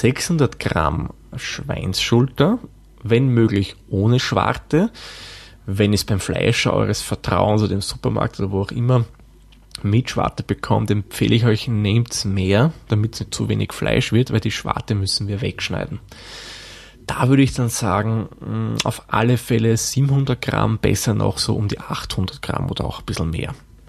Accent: Austria; Da serviert man aber jetzt nicht wie bei uns in Österreich die Salzerdäpfel dazu

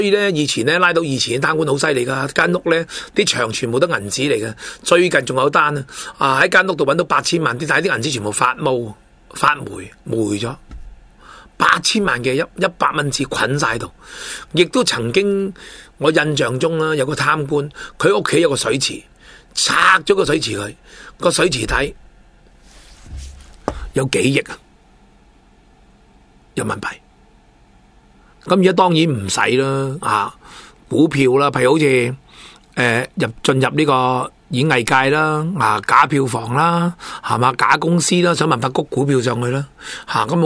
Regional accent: China; 因为我哋中国人成日有句说话好叻嘅

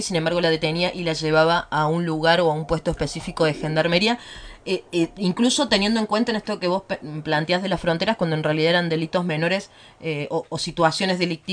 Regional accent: Córdoba, Argentina; yo salgo a caminar a la noche por mi pueblo, yo soy de una de las ciudades de Sierras Chicas

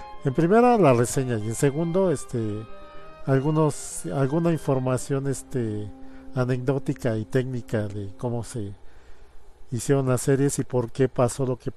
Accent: Mexico; debido a que mucha de la comunidad pues somos mexicanos, tiene subtítulos en español.

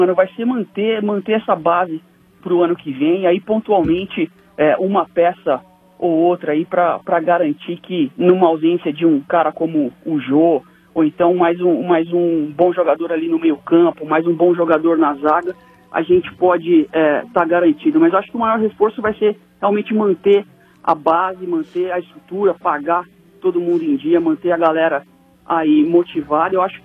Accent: Marília, São Paulo, Brazil; now in São Paulo, Brazil; eu já acompanho o estádio desde 2007, quando eu mudei pra São Paulo, eu sou do interior de São Paulo, de Marília.

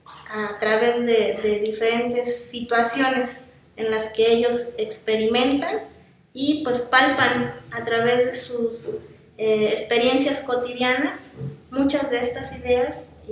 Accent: Yautepec, Morelos, Mexico; Sí, soy originaria de Yautepec y estudié también aquí en la ciudad de Cuernavaca

